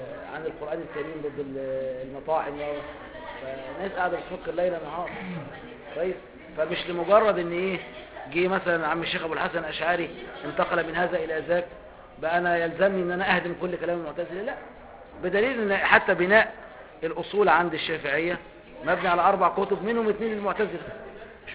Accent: Egypt; زي عندنا في مصر

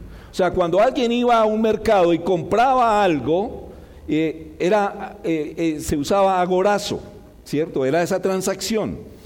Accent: Colombia; aunque somos colombianos, culturas radicalmente diferentes

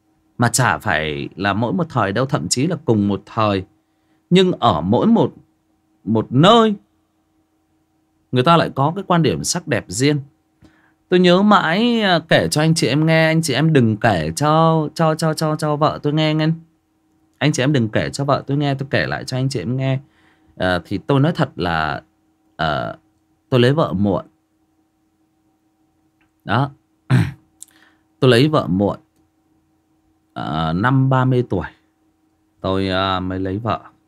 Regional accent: Northern Vietnam, Vietnam; Mình mặc dù mình là người miền Bắc, nhưng mà khi nghe Huy đọc về những chuyện về miền Tây

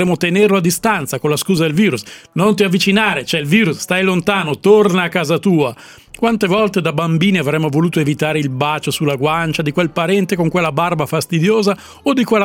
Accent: Russia; Perché io sono russo, dico la pronuncia esatta

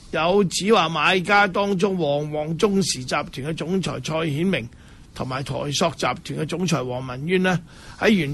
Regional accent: Hong Kong; 我哋香港人咧去到台湾咧，都系唔够台湾人

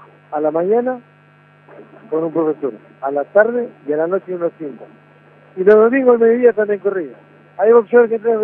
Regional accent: Santa Fe, Argentina; yo soy de Santa Rosa Lima, Santa Fe, un barrio muy humilde. y nací, soy de ahí

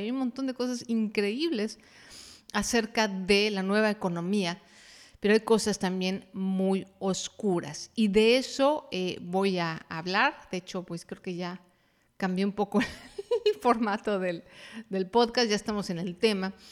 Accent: Mexico City, Mexico; Por lo menos en mi país, en la Ciudad de México, era un desastre.

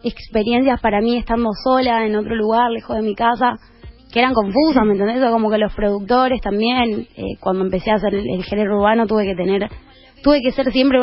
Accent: Jujuy, Argentina; Y soy de Jujuy.

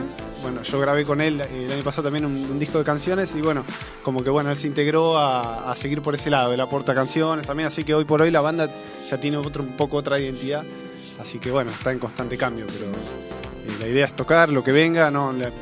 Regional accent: Mar del Plata, Buenos Aires Province, Argentina; Es una banda de gente que somos todos de Mar del Plata.

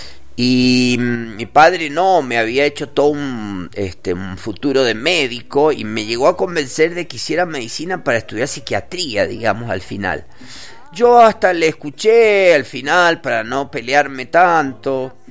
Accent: Argentina; yo soy argentino y vos sos español.

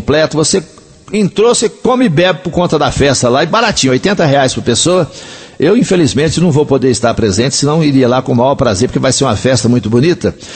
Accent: Coromandel, Minas Gerais, Brazil; A partir de ontem, começou ontem, lá em Coromandel, na minha terra, a escola Joaquim Botelho, uma escola tradicional, né?

